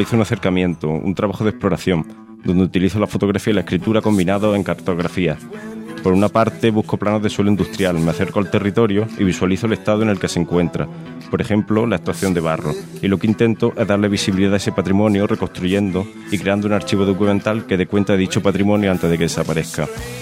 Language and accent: Spanish; Bailén, Andalusia, Spain; also born or lived in Barcelona; un trabajo fotográfico que realicé sobre Bailén, mi ciudad natal, en torno al tema de la crisis. Después pasé un tiempo en Barcelona de 2009 a 2014